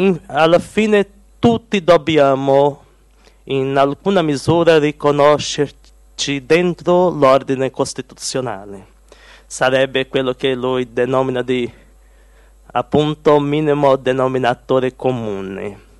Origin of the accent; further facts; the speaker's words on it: Brazil; Italian is a second language; sono brasiliano, sono vissuto con la famiglia qualche tempo in Italia.